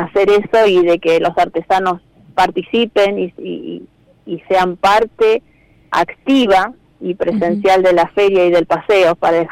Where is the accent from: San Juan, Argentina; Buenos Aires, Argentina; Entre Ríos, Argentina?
Buenos Aires, Argentina; now in Córdoba, Argentina; yo hace un año ya que estoy viviendo en Córdoba, soy de Buenos Aires.